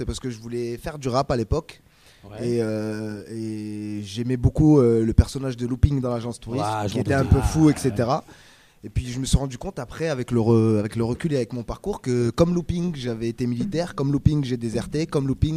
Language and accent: French; Ajaccio, Corsica, France; Je viens d'Ajaccio en Corse du Sud.